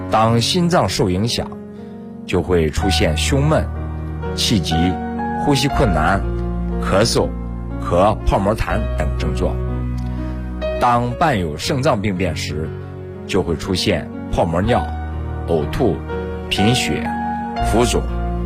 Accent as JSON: {"language": "Chinese", "country": "China"}